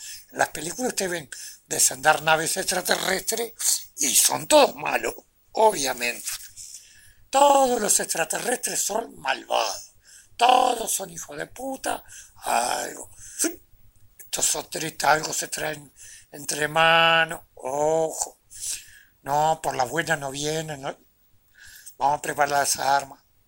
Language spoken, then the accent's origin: Spanish; Uruguay; Siempre hablando dentro de los límites de nuestra territorialidad, porque somos uruguayos.